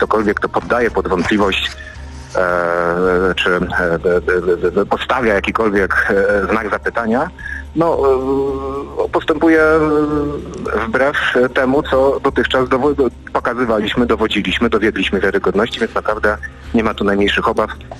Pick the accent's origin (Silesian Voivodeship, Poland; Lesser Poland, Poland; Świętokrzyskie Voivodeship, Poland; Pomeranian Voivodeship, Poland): Silesian Voivodeship, Poland; Racibórz; ja akurat jestem z Raciborza, tak? Z okręgu rybnickiego. Mamy rzut beretem do Czech